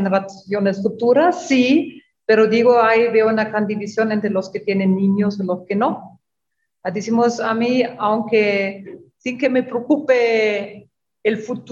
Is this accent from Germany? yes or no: yes; Germany; pues soy alemana, en Alemania desarrollamos toda una tecnología verde